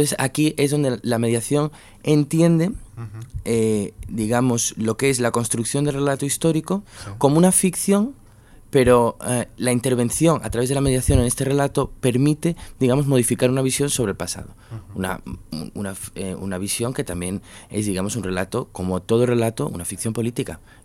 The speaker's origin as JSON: {"language": "Spanish", "town": "Gijón", "region": "Asturias", "country": "Spain", "said": "habla de Gijón. Yo soy de Gijón también."}